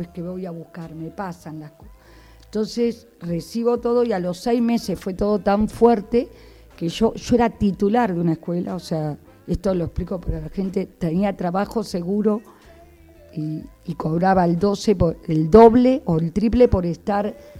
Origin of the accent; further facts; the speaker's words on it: Buenos Aires, Argentina; moved away; Yo también me fui hace 30 años de Buenos Aires, soy de Buenos Aires, me fui al sur a estudiar, a trabajar, porque soy profesora de arte, de Bellas Artes.